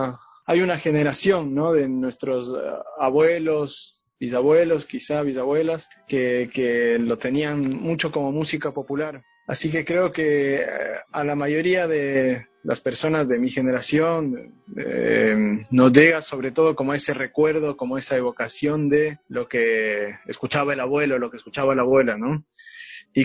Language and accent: Spanish; Ecuador; estamos …, … y yo, que somos ecuatorianos